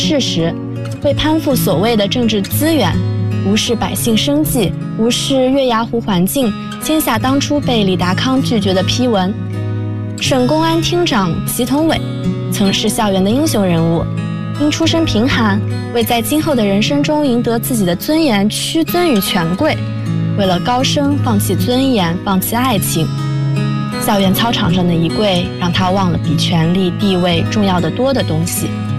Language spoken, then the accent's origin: Chinese; Zhangjiakou, Hebei, China; now in Nanjing, China; 来自河北张家口，我在南京大学，距离我的家乡1026公里。